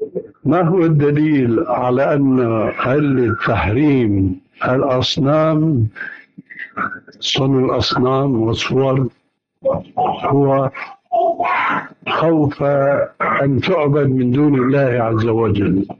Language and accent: Arabic; Syria; وكما يقولون عندنا في الشام حطينا رجلينا مي بارد